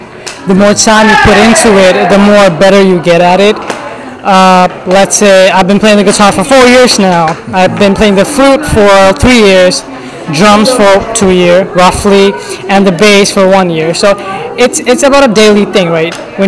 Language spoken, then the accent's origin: English; Bangladesh; English is a second language; My family background is, we are Bengali. We are from Bangladesh, okay. And we are Muslim.